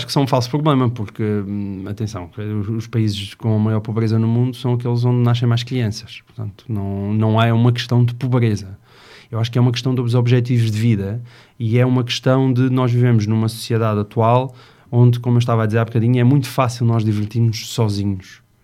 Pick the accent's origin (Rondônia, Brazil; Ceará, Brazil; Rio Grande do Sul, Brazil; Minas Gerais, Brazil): Rio Grande do Sul, Brazil; Porto Alegre; now in Lisbon, Portugal; eu sou de Porto Alegre, a minha mulher é de Castelo Branco e os nossos pais estão lá. Portanto, eu estou em Lisboa com 4 filhos e sem qualquer estrutura familiar à volta.